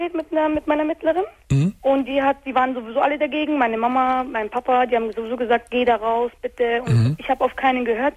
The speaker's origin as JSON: {"language": "German", "country": "Turkey", "said": "ich bin auch Türkin."}